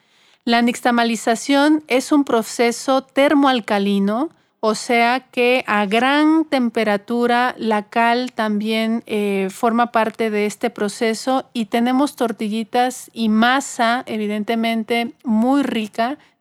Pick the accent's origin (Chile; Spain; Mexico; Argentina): Mexico; Creo que tenemos una gran ventaja como mexicanos de tener aquí en territorio mexicano a la tortilla